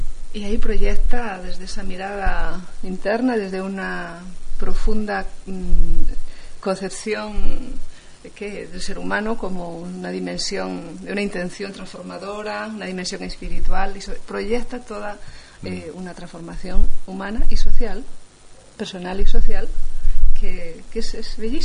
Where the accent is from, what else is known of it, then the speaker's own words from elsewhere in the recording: Madrid, Community of Madrid, Spain; Desde Madrid.